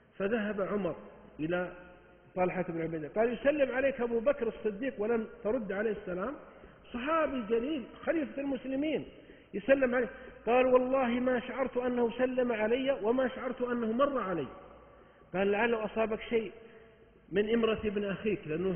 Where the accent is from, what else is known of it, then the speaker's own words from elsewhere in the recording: Saudi Arabia; عندنا 8 صحف يومية و9 عندنا في السعودية هنا